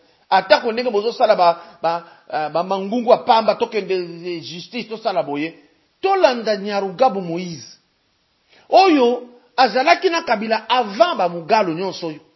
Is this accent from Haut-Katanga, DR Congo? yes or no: yes; Lubumbashi, Haut-Katanga, DR Congo; que nous on a respecté depuis toujours chez nous à Lubumbashi